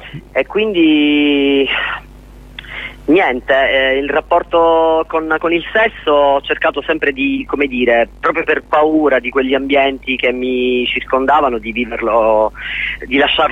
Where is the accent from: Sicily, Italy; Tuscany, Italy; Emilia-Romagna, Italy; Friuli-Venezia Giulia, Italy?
Sicily, Italy; Catania; also born or lived in Rome; Di tornare a Catania.